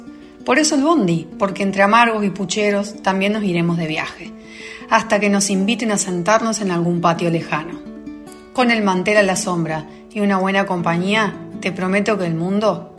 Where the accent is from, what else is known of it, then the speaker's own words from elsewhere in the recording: Argentina; este aderezo que tanto nos caracteriza como argentinos